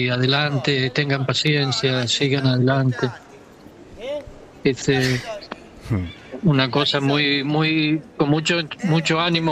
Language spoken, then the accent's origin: Spanish; Argentina; Somos argentinos, así que podíamos comunicarnos perfectamente bien.